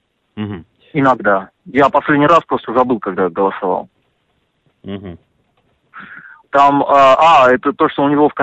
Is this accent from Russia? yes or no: yes; Russia; first language Russian; Мой родной язык — это русский язык.